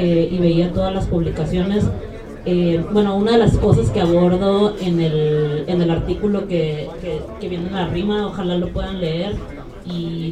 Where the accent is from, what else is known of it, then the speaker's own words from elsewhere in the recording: Tijuana, Baja California, Mexico; Yo, por ejemplo, soy de Tijuana, Baja California, ¿no? Entonces yo hablo de mi perspectiva, de mi experiencia como una mujer de la frontera